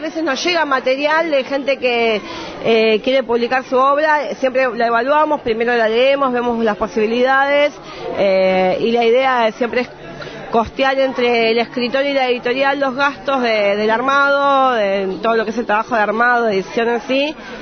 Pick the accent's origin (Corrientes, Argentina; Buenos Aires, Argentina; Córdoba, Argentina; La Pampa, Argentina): Buenos Aires, Argentina; Nosotras venimos de Buenos Aires